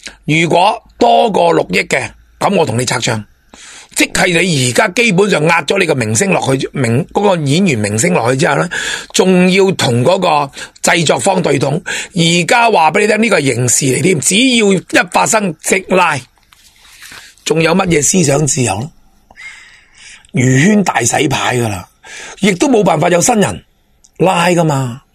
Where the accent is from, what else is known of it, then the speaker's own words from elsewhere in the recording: Hong Kong; 亦都打断咗我哋香港人成日北上搵大钱嘅机会冇噶啦